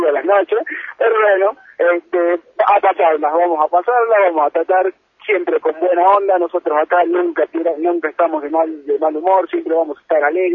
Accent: Andalgalá, Catamarca, Argentina; la gente de mi pueblo, de Andalgalá

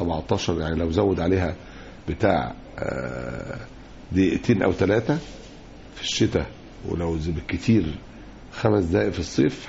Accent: Egypt; عندنا في مصر اتعملت لجنة

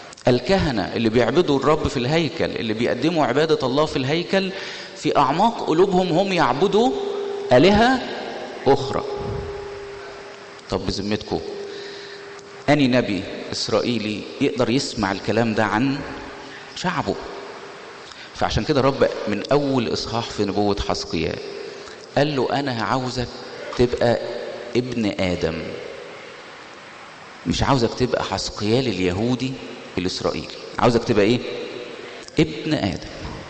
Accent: Egypt; احنا في النهاية كل واحد فينا شايل هويته في جيبه انه مصر، فبيبقى في حساسية شوية لما الواحد يبقى مصري

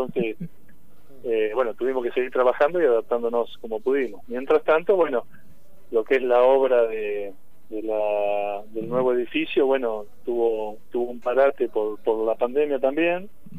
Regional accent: Rauch, Buenos Aires Province, Argentina; Yo soy de Rauch, sí, correcto.

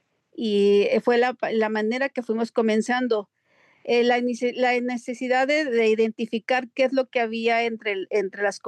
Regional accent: Cuernavaca, Morelos, Mexico; now in United States; soy del estado de Morelos, Cuernavaca, Morelos.

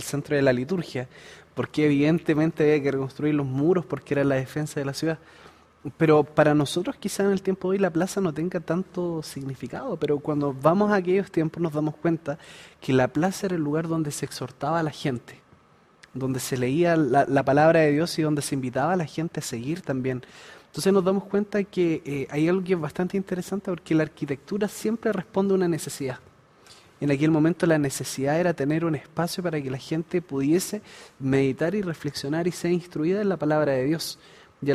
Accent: Chile; si ustedes me preguntan a mí, yo me siento muy chileno en general

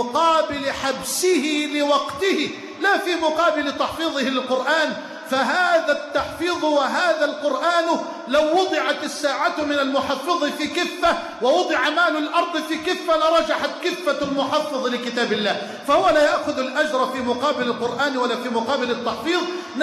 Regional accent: Egypt; واحفظ بلدنا مصر واجعلها واحة للأمن والأمان

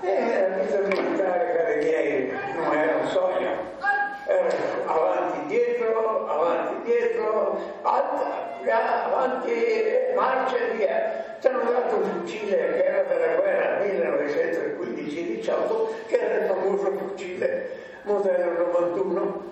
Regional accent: Bolzano, Trentino-Alto Adige, Italy; also born or lived in Padua; sono nato a Padova il 21-12-1924. Siamo arrivati a Bolzano nel 1933 e da allora ci ho sempre abitato.

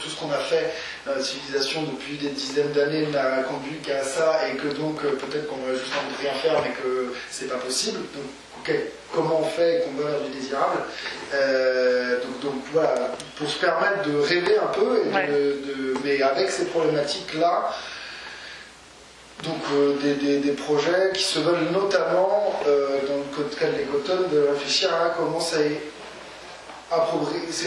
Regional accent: France; pour nous en tant que Français

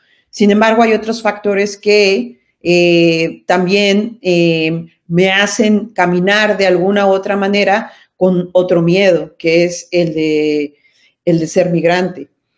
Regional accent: Mexico City, Mexico; en la Ciudad de México, por ejemplo, de donde yo vengo

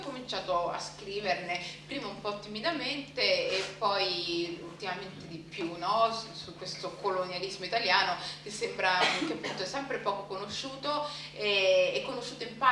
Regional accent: Rome, Lazio, Italy; la mia città, io sono nata a Roma da genitori somali

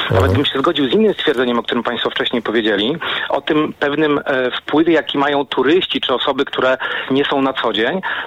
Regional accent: Łódź, Łódź Voivodeship, Poland; Można przyjechać teraz do Łodzi. Ja jestem łodzianinem

